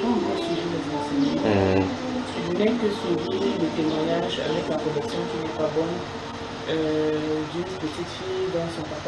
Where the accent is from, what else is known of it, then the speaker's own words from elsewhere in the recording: Yaoundé, Centre, Cameroon; Et je suis arrivée à Yaoundé parce que je suis née et grandie à Yaoundé. C'est le mariage qui m'a déporté ce doigt-là.